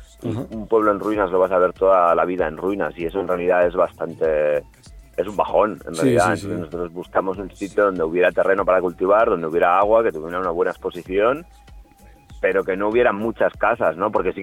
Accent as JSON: {"language": "Spanish", "region": "Catalonia", "country": "Spain", "lives_now": "Aragon, Spain", "said": "aunque vivimos Aragón, procedemos mayoritariamente de Cataluña, uh-huh. Y era un núcleo de gente, éramos casi todos conocidos, nos conocíamos desde hacía tiempo, del entorno rural, como más o menos de la zona de Lleida."}